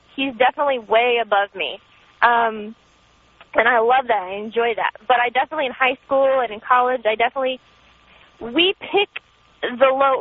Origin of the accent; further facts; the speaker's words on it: Florida, United States; I'm from Florida, and I'm not a big, you know, northern state, the climate up there.